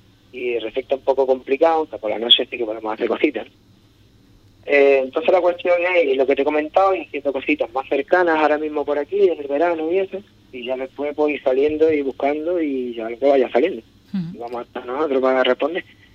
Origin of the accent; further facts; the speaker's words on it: Ubrique, Andalusia, Spain; vamos a ver este muchacho ubriqueño de mi pueblo, a ver lo que trae aquí